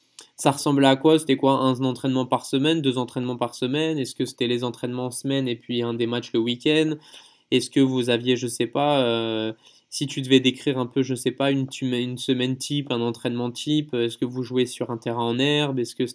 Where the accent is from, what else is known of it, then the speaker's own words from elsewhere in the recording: France; moi, j'ai grandi en France, donc.